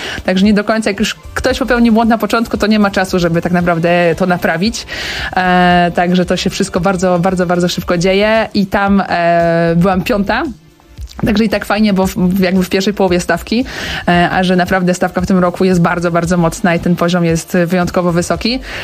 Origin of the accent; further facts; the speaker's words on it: Łódź, Łódź Voivodeship, Poland; jestem łodzianką